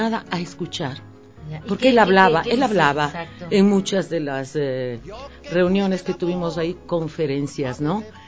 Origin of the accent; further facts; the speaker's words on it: Portoviejo, Manabí, Ecuador; now in Quito, Ecuador; Yo se supone que chupa mangos de Puerto Viejo.